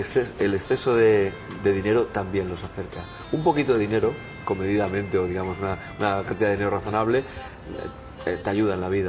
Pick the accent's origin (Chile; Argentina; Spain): Spain; Barcelona, Catalonia; Yo qué sé, si yo soy de la Barceloneta.